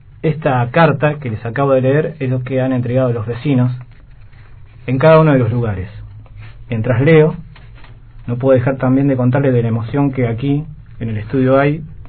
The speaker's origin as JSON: {"language": "Spanish", "region": "Río Negro", "country": "Argentina", "said": "Nosotros, como ciudadanos argentinos"}